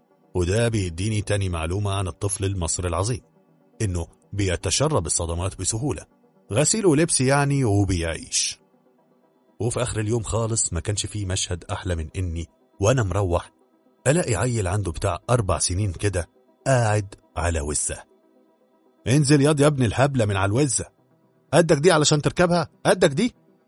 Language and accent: Arabic; Egypt; جيناتي كمصري ما تسمحليش ان اقف كده اتفرج على الموقف ده